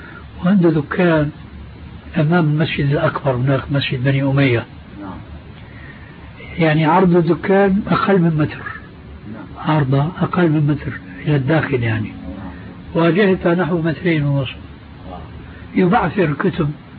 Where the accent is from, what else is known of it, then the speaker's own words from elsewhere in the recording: Syria; وبلطو سيرة أيضا يقولون عندنا في الشام